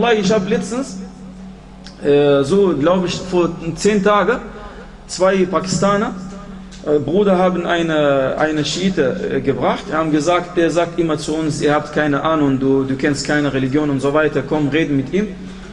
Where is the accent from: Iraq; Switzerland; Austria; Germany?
Iraq; Ach, ich komme aus dem Irak, ich kenne diese Leute.